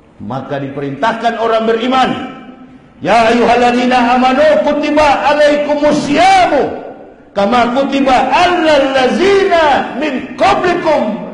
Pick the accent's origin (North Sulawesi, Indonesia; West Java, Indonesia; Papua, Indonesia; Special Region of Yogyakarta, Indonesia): North Sulawesi, Indonesia; Manado; Jadi susah, apalagi saya orang Manado.